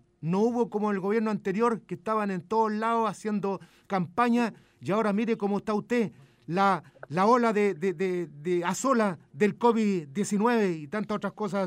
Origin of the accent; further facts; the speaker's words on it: Linares, Maule, Chile; born there; a la región del Maule, allá en el zona sur, donde yo nací, por supuesto, en Linares, que nunca me olvido, uh-huh, siempre voy para allá.